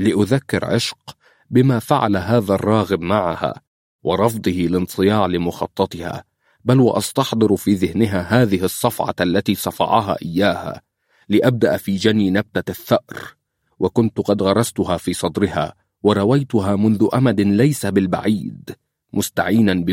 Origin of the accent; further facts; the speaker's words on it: Libya; ويمكن عندنا مشاكل لكن عندنا في ليبيا من يصدها ويقاوم الظلم